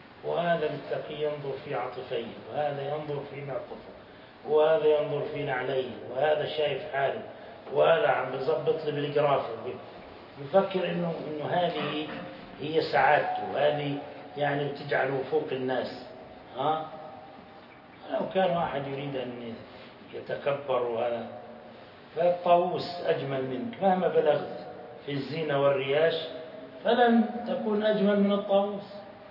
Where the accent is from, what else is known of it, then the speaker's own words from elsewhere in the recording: Jordan; أنا وياه من الأردن فقط